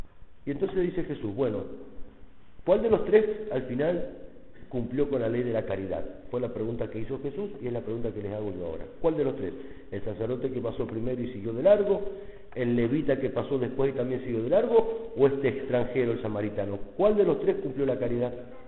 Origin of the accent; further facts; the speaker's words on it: Mendoza, Argentina; pasa más o menos como en mi tierra, en Mendoza los chilenos no los queremos mucho.